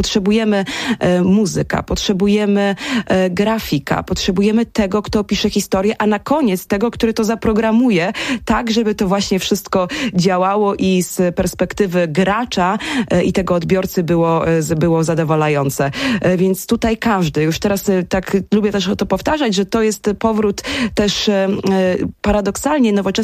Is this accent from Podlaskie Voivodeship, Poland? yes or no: yes; Suwałki, Podlaskie Voivodeship, Poland; Ja jestem z Suwałk, stąd ten temat był zawsze mi bardzo bliski.